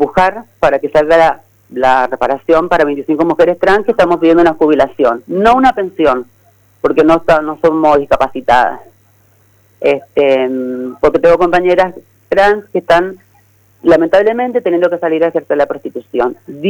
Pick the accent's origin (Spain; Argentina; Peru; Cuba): Argentina; incluirnos como civiles, como argentinas que somos